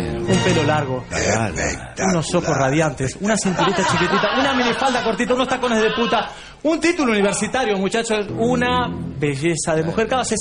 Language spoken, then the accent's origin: Spanish; Buenos Aires, Argentina; soy argentino y esta mujer es tan porteña como yo, sí señor.